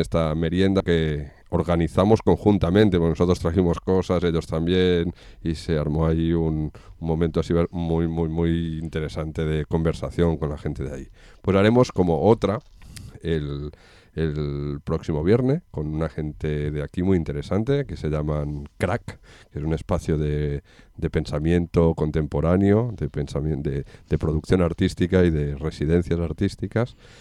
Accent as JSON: {"language": "Spanish", "country": "Spain", "first_language": "Catalan", "second_language": "Spanish", "said": "entre nosotros nos comunicamos así, en catalán. Y a veces, y es nuestra lengua madre, casi la de todos, y a veces se nos escapa."}